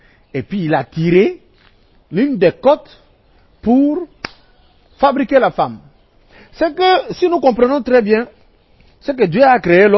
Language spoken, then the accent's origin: French; DR Congo; Mais ici, chez nous, au Congo, en RDC